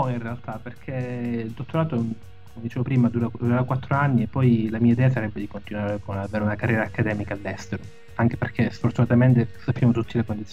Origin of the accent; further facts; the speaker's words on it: Caltanissetta, Sicily, Italy; also born or lived in Domodossola; now in Hong Kong; Sono nato a Domodossola in Piemonte, ma sono cresciuto a Caltanissetta in Sicilia.